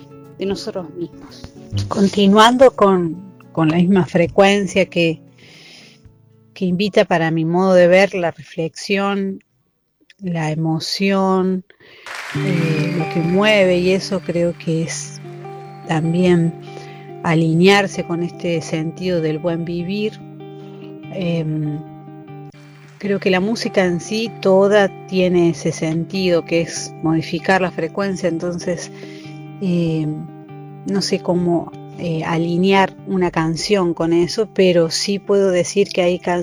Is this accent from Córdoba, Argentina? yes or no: yes; Cosquín, Córdoba, Argentina; born there; Soy nacida en Cosquín.